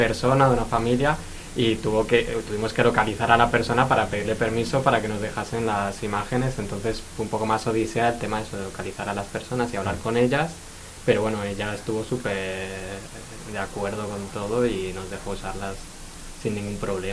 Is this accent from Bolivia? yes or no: no; Argentina; moved away as an adult; now in Basque Country, Spain; yo soy de Argentina y vine a hacer el máster este en 2022, entonces tenía que durante este año y medio que iba a estar en el País Vasco